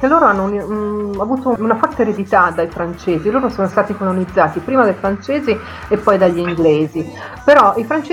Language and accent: Italian; Grosseto, Tuscany, Italy; Grosseto, io sono di Grosseto.